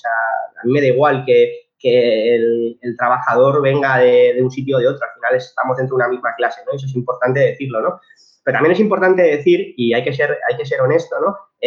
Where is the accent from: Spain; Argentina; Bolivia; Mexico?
Spain; Community of Madrid; pero los que somos madrileños, pues sabemos lo que es la extrema derecha auténtica